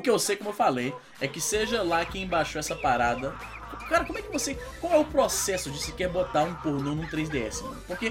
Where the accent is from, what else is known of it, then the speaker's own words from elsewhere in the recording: Fortaleza, Ceará, Brazil; minha família é toda do interior do Ceará, né? Eu sou de Fortaleza, assim, Fortaleza, mas as minhas raízes são ali no interior, ali, Quixadá, Canindé, né? Ali pros lados das serras e tal.